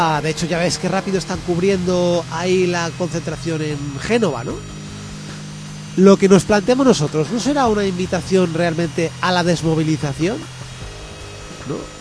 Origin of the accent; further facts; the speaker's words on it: Cuenca, Castilla-La Mancha, Spain; yo es que soy de Cuenca.